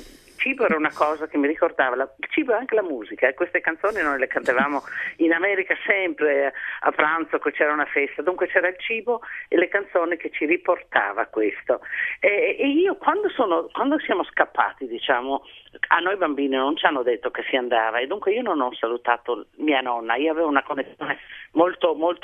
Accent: Pula, Istria County, Croatia; born there; Sono nata nel 47 a Pola e dunque

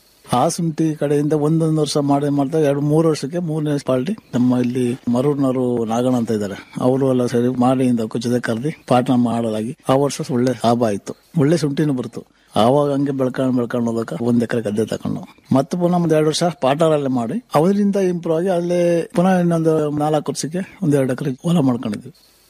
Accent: Oddalli, Karnataka, India; also born or lived in Enguba; ನಮ್ಮ ಹುಟ್ಟೂರು ಎಂಗುಂಬ, ಹುಣಸೂರು ತಾಲೂಕು. ನಮ್ಮ ತಾಯಿ ಊರಿನಲ್ಲಿ ಕ್ಯಾನಗರ ಹತ್ರ ಒಡ್ಡಳ್ಳಿ ನಮ್ಮನ್ನ ಸಾಕಿದ್ರು. 28 ವರ್ಷ ಗಂಟ ಅಲ್ಲಿ ಸಾಕಿ ಅಲ್ಲಿಂದ ನಾವು ಅಲ್ಲಿ ಕೂಲಿ ಕೆಲಸ ಸಿಕ್ಕೋದಿಲ್ಲ ಅಂದ್ಬಿಟ್ಟು ಇಲ್ಲಿ ಹುಲ್ಸೆಗೆ ಒಂದು ಬಂದ.

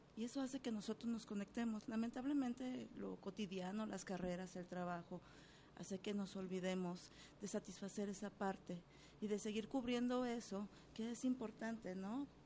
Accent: Guadalajara, Jalisco, Mexico; born there; Fíjate que yo nací aquí en Guadalajara, en el sector Libertad.

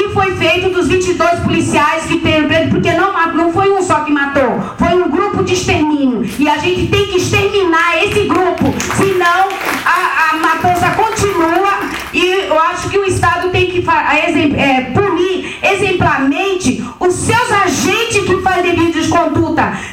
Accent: São Paulo, Brazil; nós viemos da Baixada Santista, não viemos para São Paulo fazer turismo.

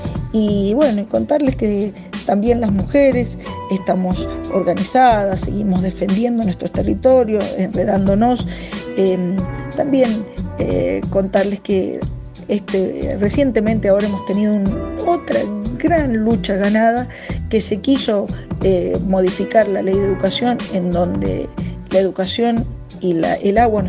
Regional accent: Mendoza, Argentina; Bueno, contarles que Mendoza se volvió famosa porque tuvimos unas grandes puebladas en el mes de diciembre

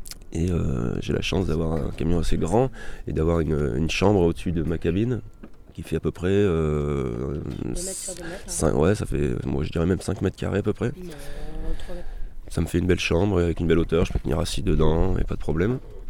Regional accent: Auvergne-Rhône-Alpes, France; Alors je suis auvergnat, hein.

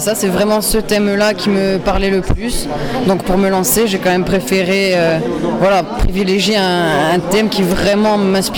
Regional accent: Corte, Corsica, France; Chez moi, à Corté.

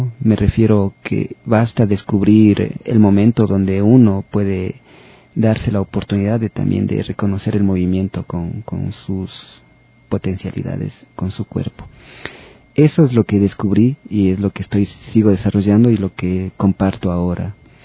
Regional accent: Quito, Pichincha, Ecuador; las memorias que como personas, como quiteño, he ido acumulando durante la infancia, la adolescencia y esta madurez.

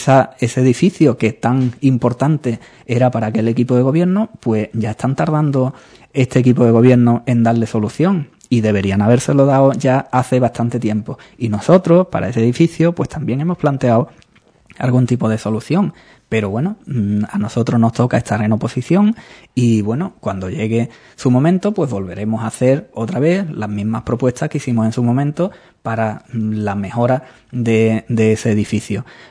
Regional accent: Andalusia, Spain; Bueno, somos andaluces y exageramos un poco

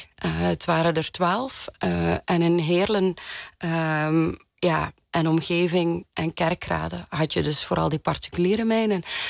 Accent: Flanders, Belgium; En ik kom uit Vlaanderen

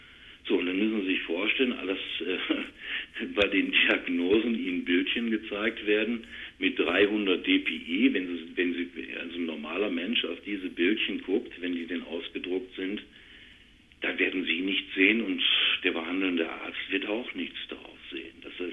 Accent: Duisburg, North Rhine-Westphalia, Germany; Ich komme aus Duisburg-Rohrt, Werften, Thyssen.

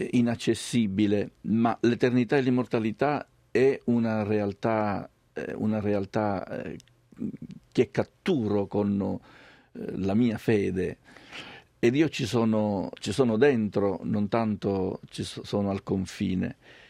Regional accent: Sicily, Italy; da buon siciliano mi piace la lingua siciliana e compongo molto bene anche in siciliano.

